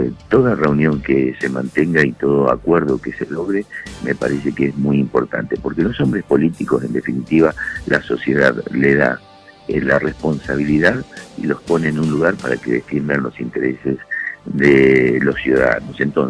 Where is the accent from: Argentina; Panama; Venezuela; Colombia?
Argentina; La Pampa; no solo la Pampa para ellos no representa absolutamente nada, siendo que nosotros somos ciudadanos de la República Argentina y tenemos derechos